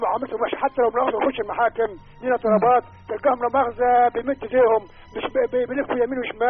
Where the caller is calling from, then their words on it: Asyut, Asyut Governorate, Egypt; كان من اسيوط.